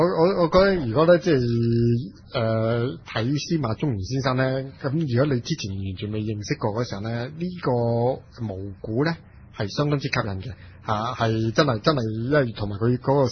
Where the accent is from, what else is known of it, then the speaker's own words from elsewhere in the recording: Lingnan, China; 我叫我是南方人，岭南人的那个思维就同已经北方已经非常之不同了